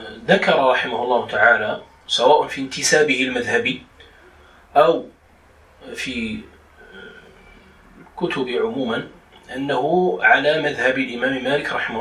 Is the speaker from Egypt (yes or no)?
no; Morocco; وهو المعروف عندنا بالخز، يعني في دارجتنا المغربية نقول الخز لهذا الطحلب وما على شاكلته.